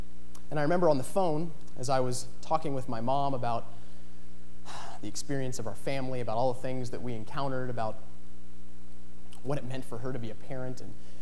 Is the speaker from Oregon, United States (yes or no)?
yes; Ashland, Oregon, United States; Like I said, I was born in Ashland, and raised in a loving and caring family, a very religious family.